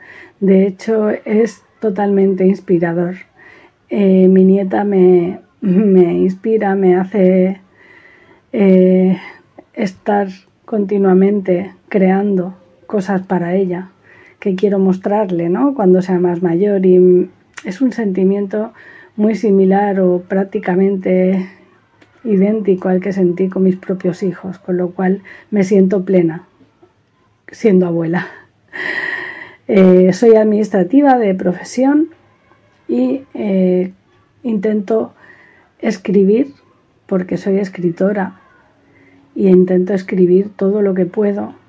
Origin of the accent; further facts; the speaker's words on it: L'Hospitalet de Llobregat, Catalonia, Spain; moved away as an adult; now in Málaga, Spain; Nací en Barcelona, en Hospitalet Centro, y viví allí durante 22 años. Y a esa edad me trasladé a Málaga, donde resido en la actualidad.